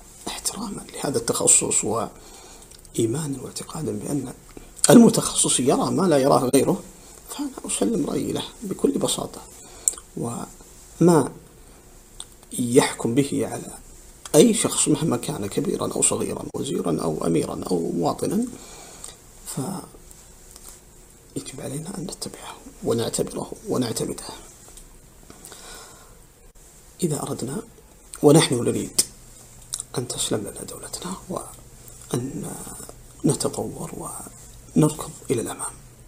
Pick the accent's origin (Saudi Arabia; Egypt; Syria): Saudi Arabia; نحن كسعوديين تربينا منذ نعومة أظفارنا على الولاء